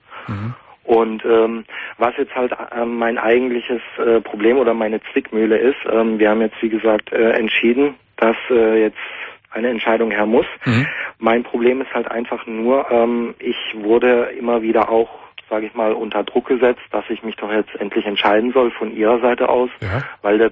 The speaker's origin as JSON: {"language": "German", "country": "Germany", "said": "sie ist Moslem und ich bin Deutscher."}